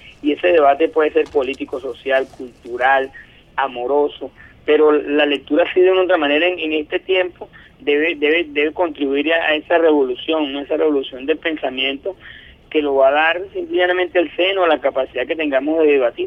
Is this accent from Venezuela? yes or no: yes; Venezuela; para nosotros como pueblo venezolano.